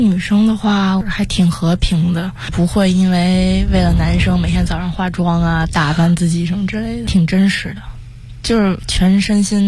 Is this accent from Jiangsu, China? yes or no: no; Beijing, China; 不过我觉得最终可能还是会回到北京吧，我还是很喜欢北京的，从小生活在这里，也希望可以陪在爸妈身边。